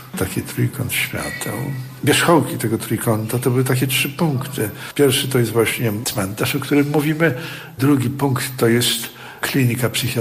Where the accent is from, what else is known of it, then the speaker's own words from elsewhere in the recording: Gdańsk, Pomeranian Voivodeship, Poland; taką część Gdańska, która cudem uniknęła zniszczeń wojennych. I w związku z tym ja mogłem w dzieciństwie i we wczesnej młodości poznać uroki miasta secesyjnego.